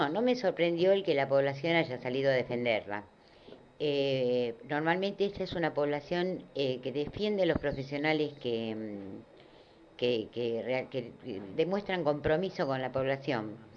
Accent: Argentina; me indigna bastante, siendo argentina, ¿viste?

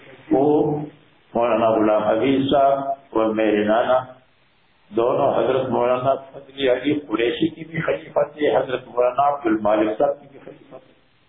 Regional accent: Mardan, Khyber Pakhtunkhwa, Pakistan; میں نے کہا میں مردان کا رہنے والا ہوں. اس زمانے میں مردان ہماری ہمارا ضلع.

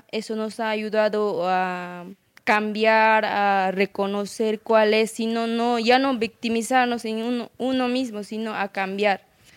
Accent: Ayacucho, Peru; yo vengo de Perú, que es departamento Ayacucho.

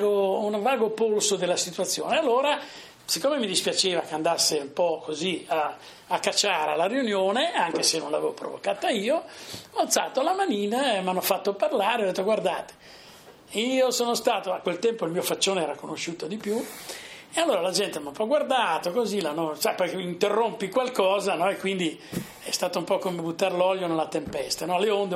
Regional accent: Sarzana, Liguria, Italy; siamo mezzi toscani, mezzi non siamo più liguri. Io poeticamente dico che la mia terra sarzana è quella zona benedetta da Dio che non è più Liguria, ma non è ancora Toscana

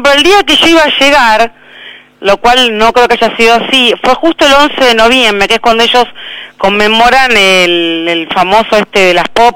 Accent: Argentina; Ya van empezando a ir siendo argentinos como yo, digamos

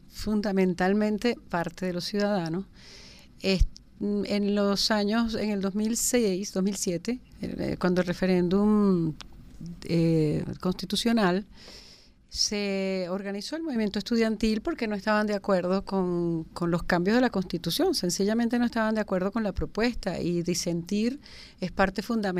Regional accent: Venezuela; yo soy muy venezolana

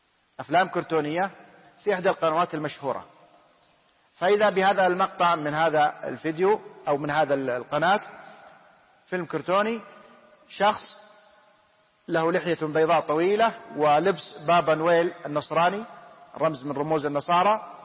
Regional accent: Saudi Arabia; الحمد لله بلادنا المملكة العربية السعودية بلاد إسلام، بلاد توحيد

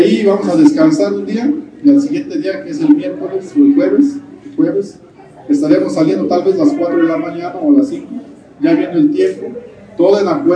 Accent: Mexico; Alzar la voz entre todos como buenos mexicanos

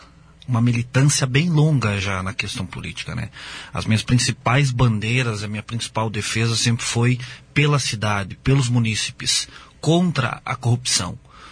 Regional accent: Foz do Iguaçu, Paraná, Brazil; por Foz do Iguaçu, né? Pela terra onde eu nasci, fui criado e vivo até hoje e pretendo continuar

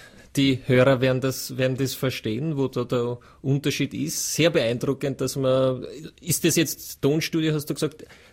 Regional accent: Vienna, Austria; jetzt sage ich, bin ein Wiener, ja.

